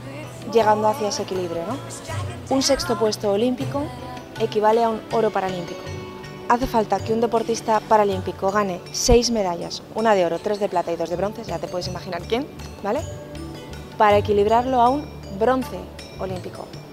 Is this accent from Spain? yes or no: yes; Spain; soy la deportista española con más medallas de la historia.